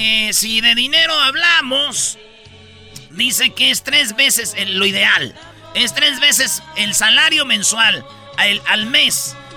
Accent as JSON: {"language": "Spanish", "country": "France", "said": "en Inglaterra, en Estados Unidos, Francia, de donde yo soy"}